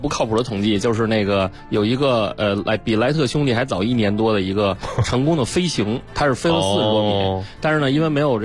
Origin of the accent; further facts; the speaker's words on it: Beijing, China; 咱们北京话叫约架